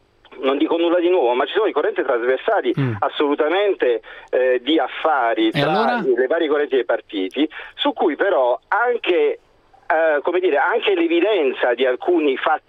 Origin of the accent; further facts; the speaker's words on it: Bari, Apulia, Italy; io sono, sì, vivo qui anche se sono originario di Bari